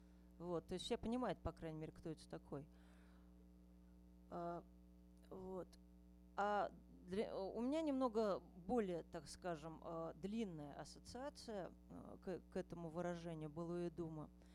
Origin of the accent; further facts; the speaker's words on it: Ryazan, Ryazan Oblast, Russia; я из Рязани.